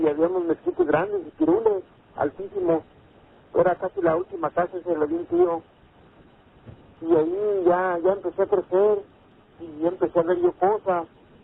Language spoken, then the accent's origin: Spanish; León, Guanajuato, Mexico; yo soy de ahí, de León, Guanajuato.